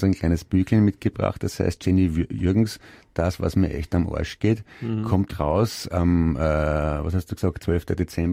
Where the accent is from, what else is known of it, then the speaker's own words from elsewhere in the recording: Germany; wir sind ja beide Deutsche